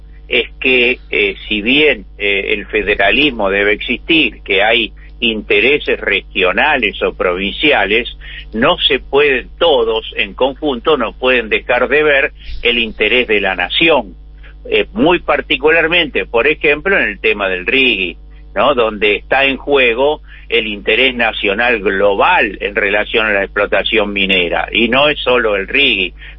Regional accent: Buenos Aires, Argentina; ¿A mí qué me importa si yo soy militante porteño? No me importa nada, yo no vivo ni en Jujuy, ni en Catamarca, ni en Santa Cruz.

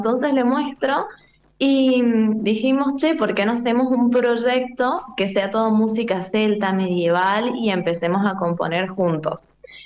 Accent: San Luis, Argentina; now in Mendoza, Argentina; a los 18 años, yo me vengo a estudiar música acá a Loncuyo, a Mendoza. Yo soy de San Luis.

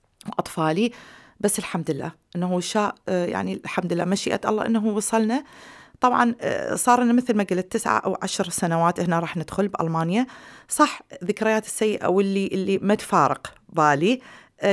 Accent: Iraq; accent: Iraqi; now in Hamm, Germany; يعني أنا بالمناسبة دا أحكي اللغة مو العربية، دا أحكي اللهجة العراقية، فبس أتمنى أنه يعني اللهجة العراقية العربية

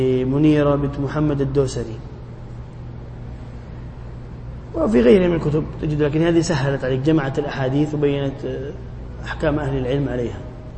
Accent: Jeddah, Makkah Province, Saudi Arabia; عندنا في جدة يعني دمهم خفيف ومستعجلين

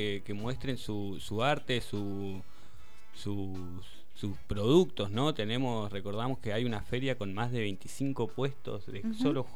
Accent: El Hoyo, Chubut, Argentina; Yo nacido y criado acá en El Hoyo.

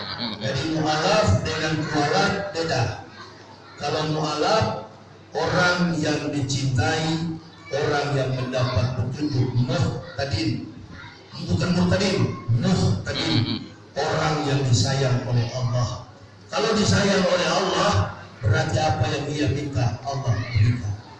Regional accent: Makassar, South Sulawesi, Indonesia; Maksud saya begitulah kita orang Makassar.

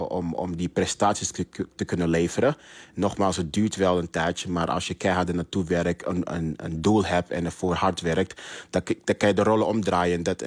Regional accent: Amsterdam, North Holland, Netherlands; also born or lived in Ghana; geboren in Ghana en opgegroeid in Amsterdam.

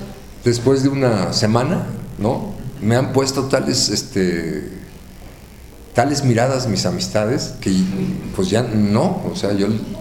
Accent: Mexico; Perdón, vengo de México, ahí somos muy pochos, ¿no? Hablamos mucho así.

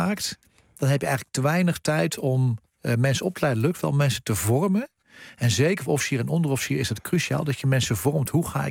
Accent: Netherlands; als je als Nederlander 45.000 soldaten leidt uit 24 landen in operaties

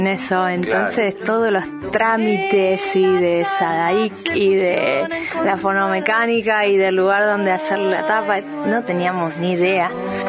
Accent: Tandil, Buenos Aires Province, Argentina; Y yo de Tandil.

